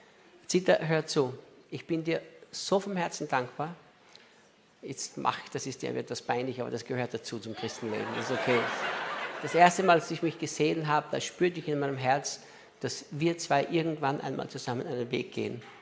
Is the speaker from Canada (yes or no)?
no; Austria; now in Brazil; Ich bin ja Brasilianer, nicht Österreicher mehr.